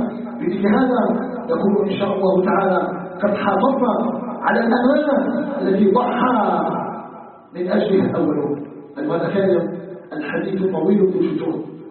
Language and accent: Arabic; Algeria; أسأله تبارك وتعالى أن يجعل بلدنا الجزائر بلدا طيبا آمنا مطمئنا